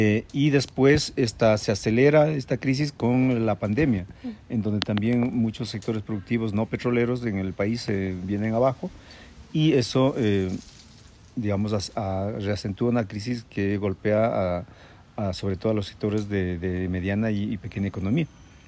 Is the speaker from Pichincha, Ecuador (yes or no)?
yes; Tola Chica, Pichincha, Ecuador; soy de una comuna que tiene por nombre Tola Chica, que está a unos 40 minutos al nororiente de Quito.